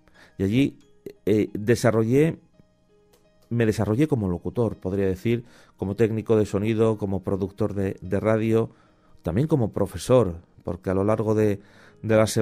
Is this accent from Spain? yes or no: yes; San Sebastián, Basque Country, Spain; born there; yo nací en San Sebastián. Soy del antiguo, de la parte, digamos, de la zona casi ya alejada hacia la Sarte